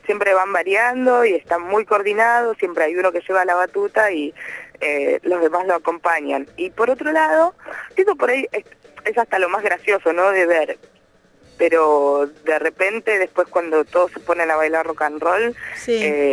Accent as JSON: {"language": "Spanish", "region": "Buenos Aires", "country": "Argentina", "said": "es bastante difícil para mí, que soy una porteña que no bailo, venir a bailar acá"}